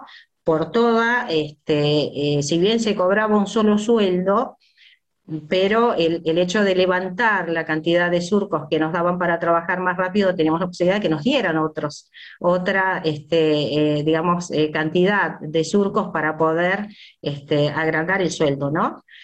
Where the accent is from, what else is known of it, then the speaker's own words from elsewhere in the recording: Tucumán, Argentina; born there; yo nací en Tucumán, en la colonia de la Rinconada, el ingenio de la Fronterita, que es donde trabajaban